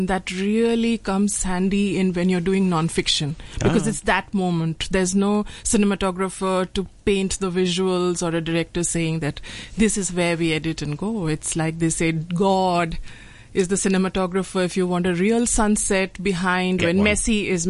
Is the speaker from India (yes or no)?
yes; West Bengal, India; now in Mumbai, India; I'm from this eastern state in India, which is Bengal.